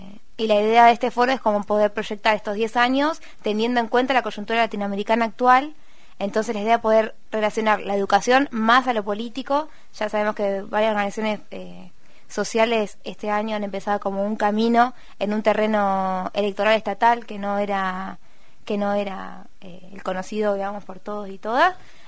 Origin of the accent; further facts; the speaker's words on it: La Plata, Buenos Aires Province, Argentina; Re platense.